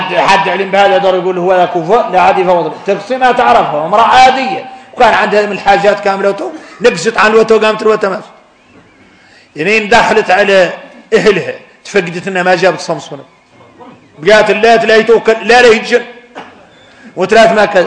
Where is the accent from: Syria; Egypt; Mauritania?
Mauritania; احنا عندنا موريتاني